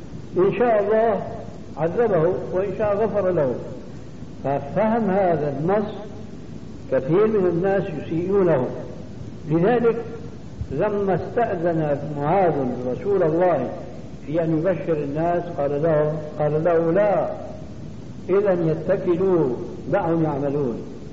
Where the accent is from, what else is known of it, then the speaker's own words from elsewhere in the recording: Syria; عندنا في سوريا